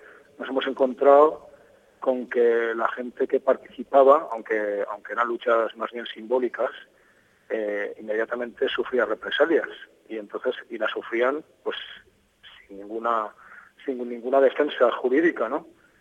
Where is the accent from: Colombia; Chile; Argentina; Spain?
Spain; Valencia, Valencian Community; Y bueno, soy de Valencia.